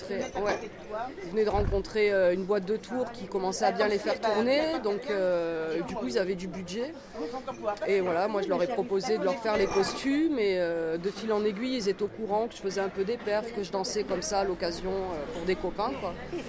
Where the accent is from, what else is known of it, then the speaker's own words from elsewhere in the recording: France; J'ai grandi en France.